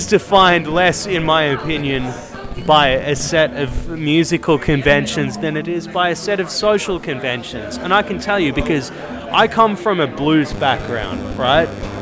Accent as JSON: {"language": "English", "town": "Melbourne", "region": "Victoria", "country": "Australia", "said": "So, I came over from Melbourne, Australia, and I'm just drunk in a club right now in Amsterdam."}